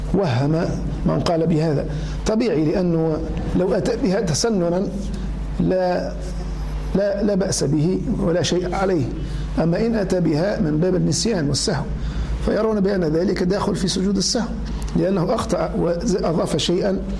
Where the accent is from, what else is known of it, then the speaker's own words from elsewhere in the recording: Tunisia; كما هو الشأن في بلدنا تونس